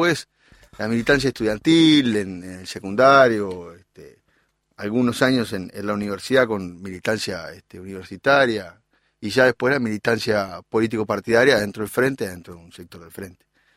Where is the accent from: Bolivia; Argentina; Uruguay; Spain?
Uruguay; Montevideo; born there; now in Canelones, Uruguay; En Montevideo, pero vivo en Canelones.